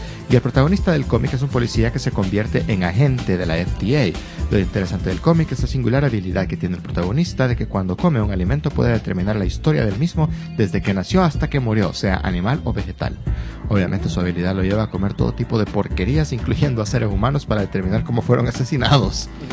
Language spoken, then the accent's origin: Spanish; Puerto Rico; El chiste es doble, porque soy puertorriqueño